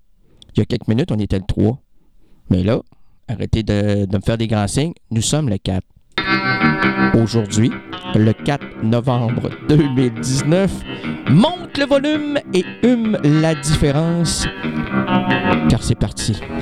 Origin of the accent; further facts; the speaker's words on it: Quebec, Canada; Tu sais, moi au moins, je suis québécois. Je suis content d'être québécois